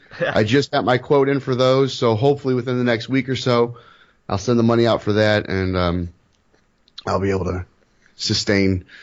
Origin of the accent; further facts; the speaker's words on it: Missouri, United States; Technically speaking, I'm from Missouri. It is the show me state.